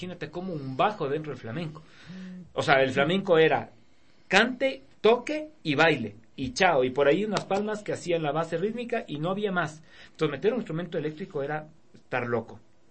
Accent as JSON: {"language": "Spanish", "town": "Quito", "region": "Pichincha", "country": "Ecuador", "said": "Mi esposa se está riendo porque dice que yo soy ario, o yo digo que yo soy ario, pero no, yo como te digo, soy más quiteño que, no sé, que San Juan."}